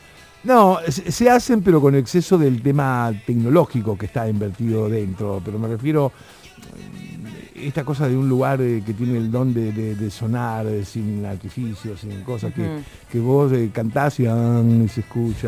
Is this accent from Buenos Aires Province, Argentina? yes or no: no; Rosario, Santa Fe, Argentina; Yo a los 10 años, en Rosario, de donde soy